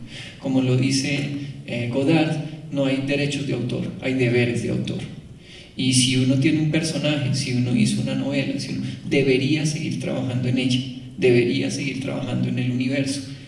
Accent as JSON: {"language": "Spanish", "country": "Colombia", "said": "Y crecimos como colombianos creyendo que eso era el gran patrimonio nuestro."}